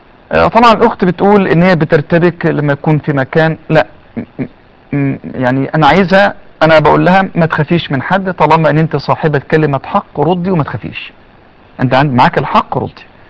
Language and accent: Arabic; Egypt; ان شاء الله الاطباء عندنا في مصر هيقدروا يحافظوا على الثدي